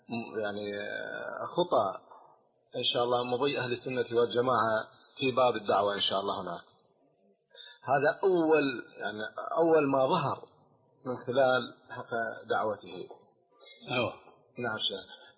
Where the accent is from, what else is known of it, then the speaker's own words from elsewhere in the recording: Jordan; هنا عندنا في الأردن